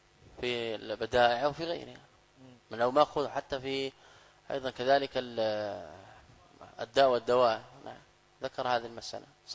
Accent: Saudi Arabia; يعني انا قادم من السعوديه

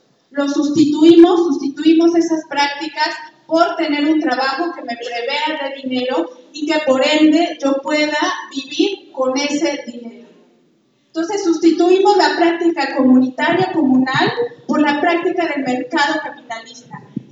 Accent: Mexico City, Mexico; vengo de la Ciudad de México

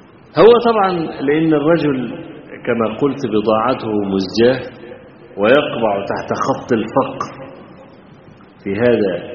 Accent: Egypt; وإحنا عندنا في مصر بنزرع القطن طويل التيلة

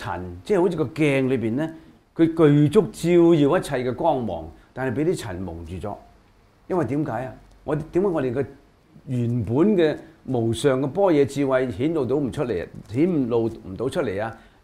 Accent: China; 有好多呢一類嘅人才，我哋中國人要急起直追啦。

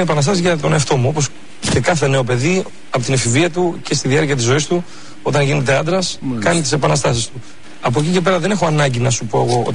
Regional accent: Thessaloniki, Central Macedonia, Greece; Εγώ είμαι από Θεσσαλονίκη

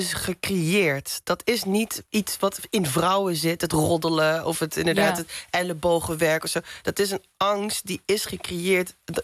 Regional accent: Roermond, Limburg, Netherlands; En in Roermond specifiek, waar ik vandaan kom...

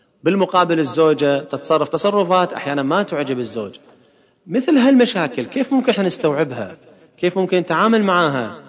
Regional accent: Kuwait; مرة عملت دراسة عندنا في الكويت عن أسباب الطلاق

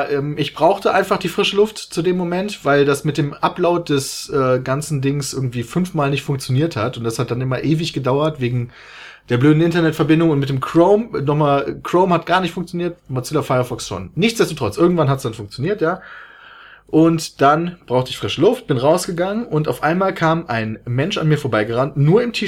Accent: Germany; ich komme aus Deutschland.

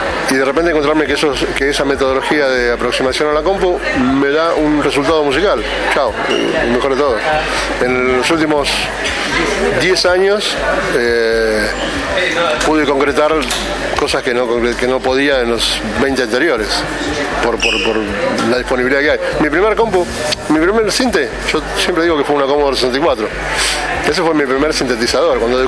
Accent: Lomas de Zamora, Buenos Aires Province, Argentina; born there; nací en Loma de Zamora hace casi 59 años, en La Parva.

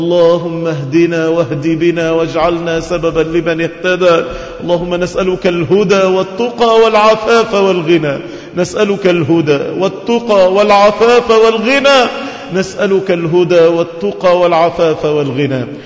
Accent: Egypt; سلم لنا بلدنا مصر. اللهم أمنا في بلدنا مصر، اللهم اجعلها بلد رخاء

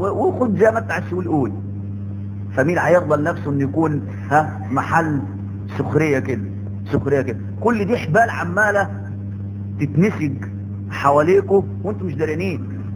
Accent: Egypt; وفاكر اللي التعبانين اللي عندنا في مصر

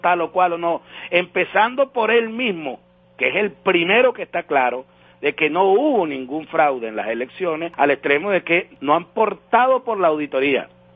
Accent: Venezuela; a nosotros nos hizo definitivamente sentirnos orgullosos como venezolanos.

